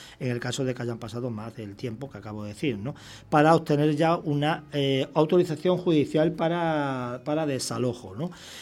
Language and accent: Spanish; Extremadura, Spain; porque me siento aquí como en mi tierra de origen, que es Extremadura